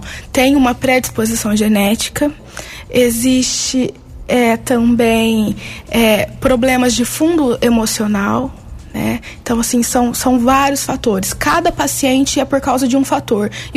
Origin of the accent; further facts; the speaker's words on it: Tapiratiba, São Paulo, Brazil; após a formatura eu comecei um trabalho em Tapiratiba, que é a minha cidade natal